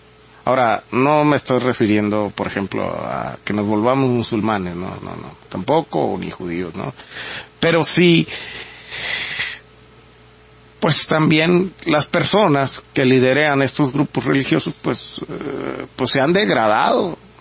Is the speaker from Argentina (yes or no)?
no; Mexico; ya como mexicanos y como sociedad y como humanos.